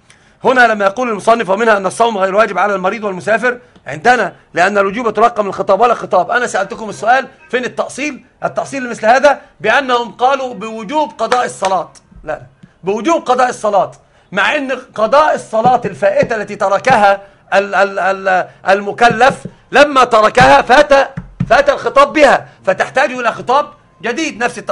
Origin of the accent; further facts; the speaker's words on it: Alexandria, Alexandria Governorate, Egypt; الأصل أنا صعيدي أصالة، وطبعا أنا ما أعرفش حاجة عن الصعيد. أنا أصل كل شيء حياتي كلها في الإسكندرية